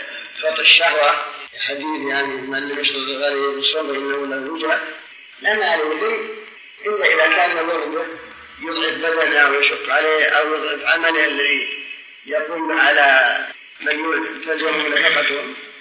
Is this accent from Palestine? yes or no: no; Riyadh, Riyadh Province, Saudi Arabia; المعلمين الآن ما لهم ضابط خاص عندنا في الرياض ما لهم ضابط